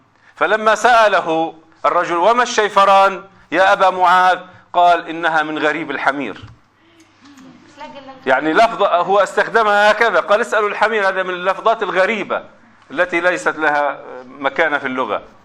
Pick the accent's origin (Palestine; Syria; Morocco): Palestine; Gaza, Gaza Strip; إذا كان هنالك انقطاع كما عندنا في غزة